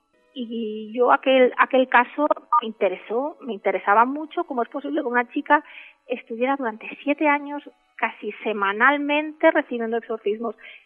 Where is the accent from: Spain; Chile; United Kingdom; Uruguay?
Spain; Lleida, Catalonia; Fíjate que yo soy de Lleida.